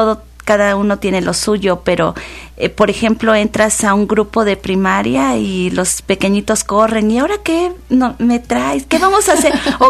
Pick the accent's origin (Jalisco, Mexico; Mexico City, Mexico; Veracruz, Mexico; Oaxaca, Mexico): Veracruz, Mexico; Coatepec; yo soy de Coatepec y todavía se podía, nos sacaban de la escuela y nos llevaban a lugares típicos de la región